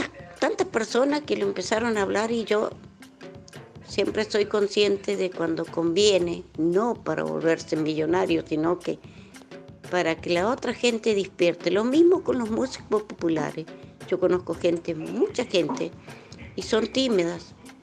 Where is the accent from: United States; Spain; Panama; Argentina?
Argentina; Nosotros también somos gente y somos argentinos, somos ciudadanos